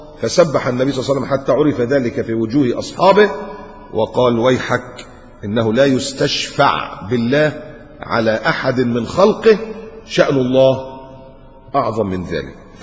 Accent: Upper Egypt, Egypt; عندنا في الصعيد، معلش حدش يزعل على صعيدي، عندنا في الصعيد الحاجات دي يعني بلاوي زرقاء

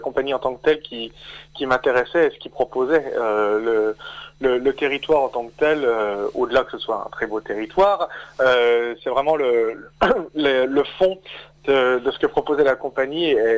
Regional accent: Épinal, Grand Est, France; also born or lived in Mirecourt; je suis originaire des Vosges à la base, oui, de la plaine. Je suis né à Épinal à la base, et j'ai fait mes études après. Enfin, j'ai fait mon lycée à Mirecourt, déjà en option théâtre, et après, seulement après, j'ai rejoint Nancy, oui.

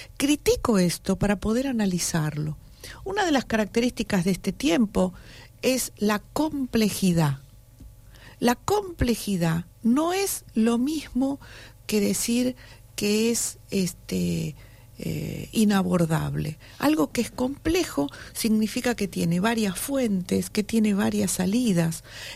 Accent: Buenos Aires, Argentina; Para la gente de allá, nos dicen los porteños, y somos los porteños.

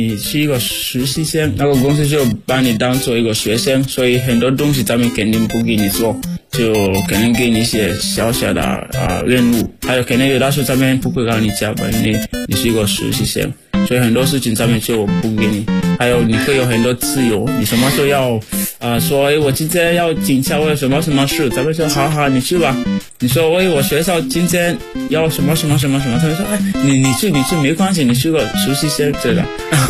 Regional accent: Sierra Leone; Chinese is a second language; now in China; 我来自塞拉利昂，然后我在中国传媒大学已经三年多了。我学习汉语，就是我的专业是国际汉语教育。

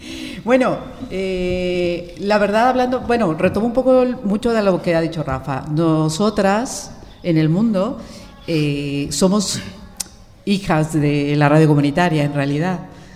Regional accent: Mexico; soy de origen mexicano, de México ya hacía bastante radio

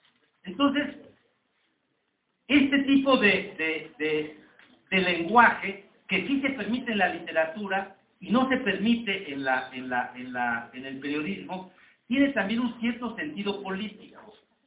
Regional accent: Mexico; Sacate, los mexicanos somos duros.

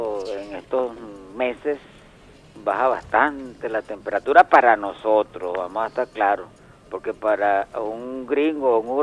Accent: Venezuela; Es el modo más fácil de podernos entender como venezolanos y hermanos que somos.

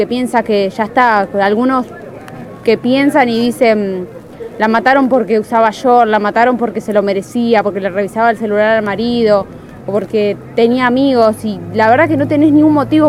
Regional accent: Santa Fe, Argentina; Yo soy de Santa Fe y lo hacía ya con una ONG de Santa Fe.

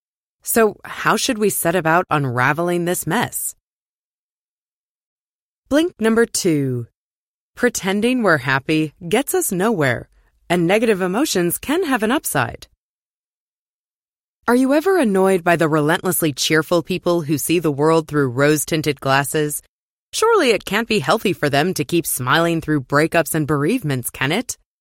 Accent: Johannesburg, Gauteng, South Africa; now in New York, United States; I grew up in Johannesburg, but I currently live in New York.

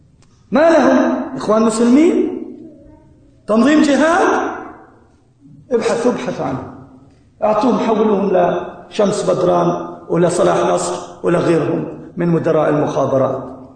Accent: Palestine; أنا فلسطيني كما قال لكم الأخ

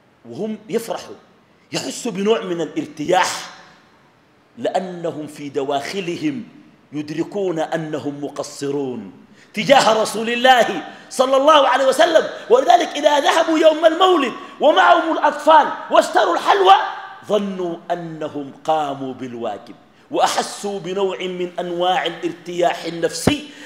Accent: Sudan; الغربيين ما شافوا الناس اللي بيحججوا أماتهم عندنا في السودان

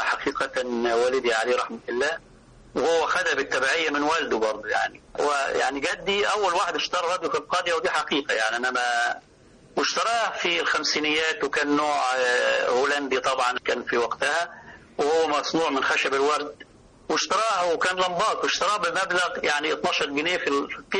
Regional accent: Upper Egypt, Egypt; عندنا في الصعيد لما بيحصل خسوف للقمر بسميه القمر مخنوق

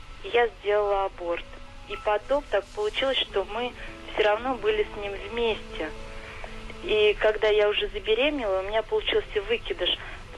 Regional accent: Saratov, Saratov Oblast, Russia; Да, я из Саратова.

